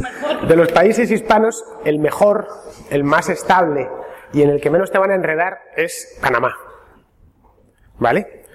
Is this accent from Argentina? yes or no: no; Castile, Spain; por lo menos para los que somos de Castilla.